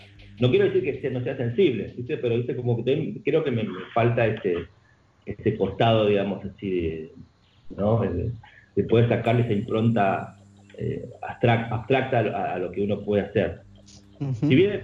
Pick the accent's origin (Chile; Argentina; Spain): Argentina; Tucumán; accent: Tucumán; O el mismo acento nuestro, o sea, nuestro acento tucumano es lo mejor que nos pudo haber pasado.